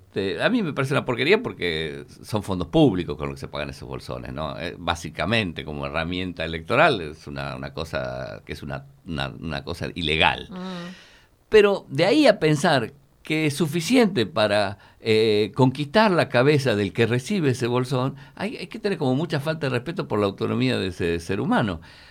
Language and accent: Spanish; Tucumán, Argentina; nosotros venimos del Tucumán, donde teníamos el sindicato más grande del país, la FOTIA, ¿no?